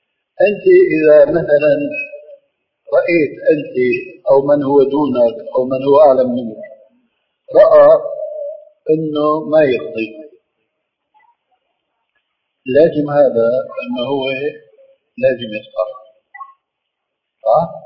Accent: Damascus Governorate, Syria; كما يقولون عندنا في الشام أنا بتذكر شيء عندنا مسجد كبير مسجد بني أمية

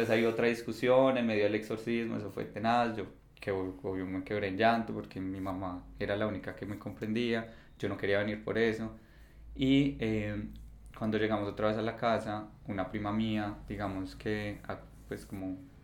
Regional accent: Bogotá, Colombia; mi mamá es de Río Negro y la de mi papá es de acá de Medellín y yo nací en Bogotá y vivíamos allá.

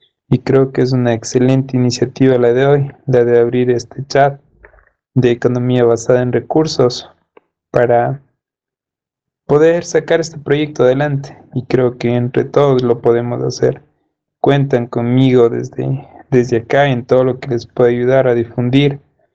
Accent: Ecuador; soy de Ecuador.

